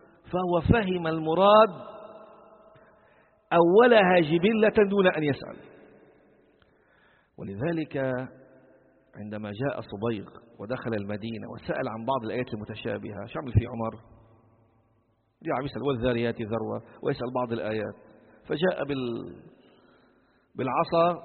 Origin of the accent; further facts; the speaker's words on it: Sidon, South Governorate, Lebanon; كما في البلدة القديمة عندنا في صيدا